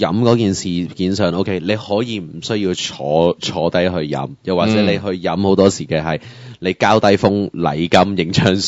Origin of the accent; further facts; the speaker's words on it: Hong Kong; 即系我哋香港人有个好唔好或者可能系大家即系对于个政治超冷极度冷感嘅状况